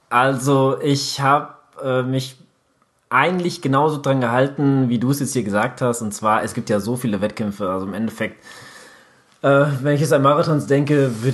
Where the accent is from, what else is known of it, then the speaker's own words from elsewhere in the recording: Katowice, Silesian Voivodeship, Poland; born there; Katowice ist ja meine Geburtsstadt, und das ist so einer, wo ich sage, ja, ich bin da geboren